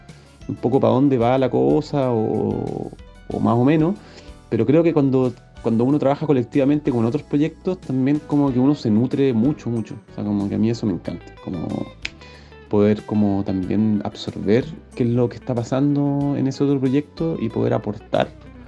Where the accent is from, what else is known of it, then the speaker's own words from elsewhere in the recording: Santiago, Santiago Metropolitan Region, Chile; yo soy santiaguino y a veces en Santiago como que es como tocar